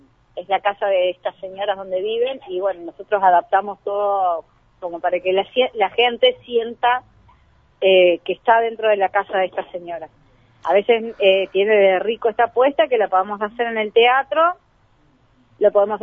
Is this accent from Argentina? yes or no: yes; Argentina; la situación que vivimos como argentinos nos supera